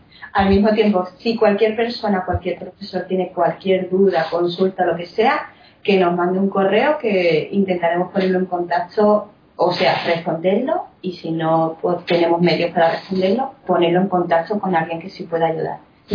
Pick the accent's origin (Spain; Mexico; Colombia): Spain; Málaga, Andalusia; Yo soy malagueña.